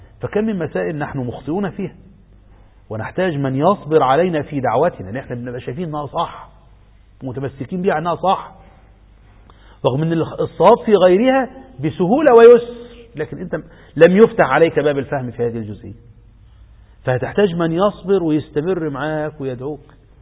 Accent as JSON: {"language": "Arabic", "country": "Egypt", "said": "في هذا التشرذم الذي نعيشه في بلدنا مصر"}